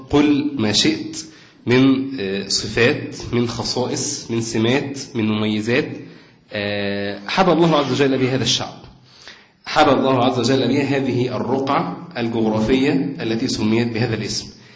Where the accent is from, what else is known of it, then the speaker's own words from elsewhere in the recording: Egypt; أصل إحنا مصريين فمن باب التعصب للمكان اللي إحنا ولدنا فيه